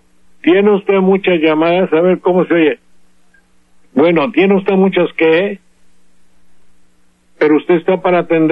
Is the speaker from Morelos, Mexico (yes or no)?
no; Veracruz, Mexico; Lo siento porque es mi tierra.